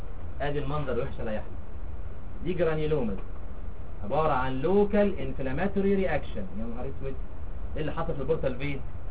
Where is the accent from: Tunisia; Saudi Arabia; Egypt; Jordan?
Egypt; معظم الناس اللي عندنا في مصر عندهم يورينري كارسينوما